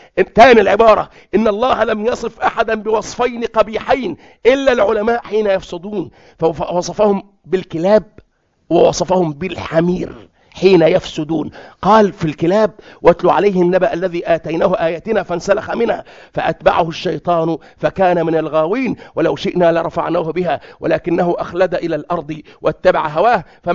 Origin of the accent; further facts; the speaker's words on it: Egypt; بيسموه عندنا في مصر حمار العنب